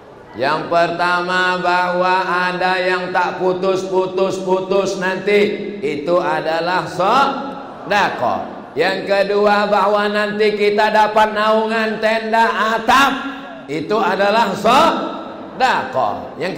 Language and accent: Indonesian; Riau, Indonesia; Aku dari Riau.